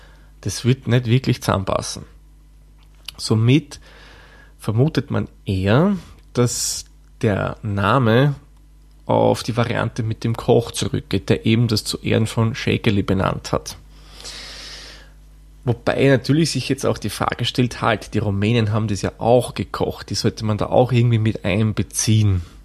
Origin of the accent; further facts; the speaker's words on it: Austria; Da serviert man aber jetzt nicht wie bei uns in Österreich die Salzerdäpfel dazu